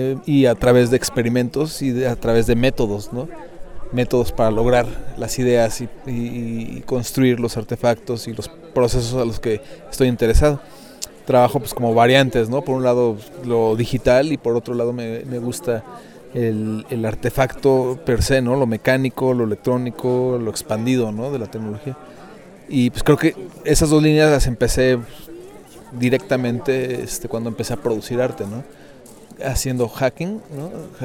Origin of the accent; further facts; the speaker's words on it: Mexico City, Mexico; soy de la Ciudad de México, de Tenochtitlan, del mero centro del gran lago urbano.